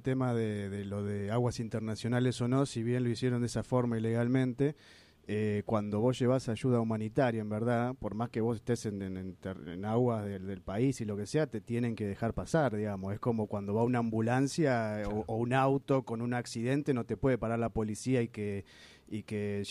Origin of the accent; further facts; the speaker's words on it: Argentina; y nosotros también como argentinos ahora estamos diciendo no en nuestro nombre